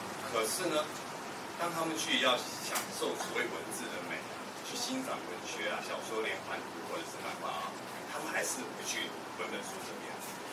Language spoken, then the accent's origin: Chinese; Taiwan; also born or lived in Hong Kong; 我是一个在台湾长大的香港人。